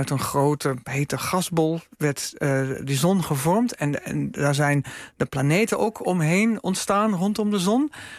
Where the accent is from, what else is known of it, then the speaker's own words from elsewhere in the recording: Enschede, Overijssel, Netherlands; Ik kom oorspronkelijk uit Enschede.